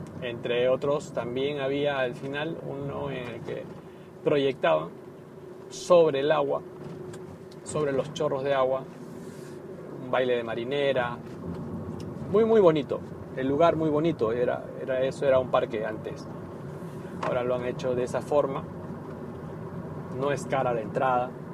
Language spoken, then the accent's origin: Spanish; Peru; Por lo menos en mi país, en Perú, que yo recuerde, ningún verano he escuchado